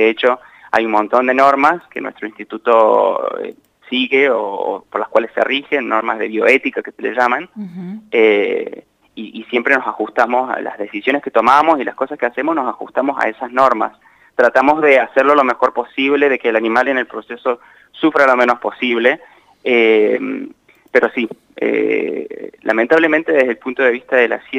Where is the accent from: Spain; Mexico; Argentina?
Argentina; Santa Rosa, La Pampa; born there; yo nací acá, en Santa Rosa. Mis papás no son de Santa Rosa, mi mamá es de Villa Mercedes San Luis y mi papá es de San Basilio, Córdoba. Uh-huh. Pero se mudaron para allá, y ahí es donde yo nací.